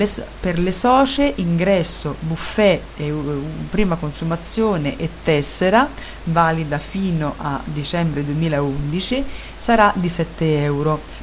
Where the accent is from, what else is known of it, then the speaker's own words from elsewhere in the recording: Bologna, Emilia-Romagna, Italy; C'è anche un recapito telefonico 051, quindi sono di Bologna